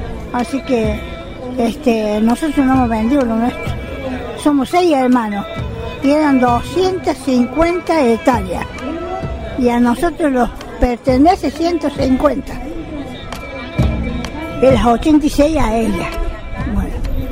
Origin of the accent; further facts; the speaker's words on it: Sebastián Elcano, Córdoba, Argentina; Soy de Sebastián Elcano, departamento Río Seco, provincia de Córdoba.